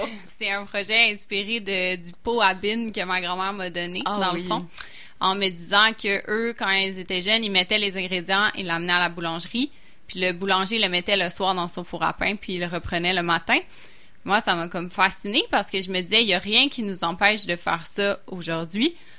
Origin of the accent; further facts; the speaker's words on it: Quebec, Canada; Fait que ça, en tant que Québécois, ça fait beaucoup réagir.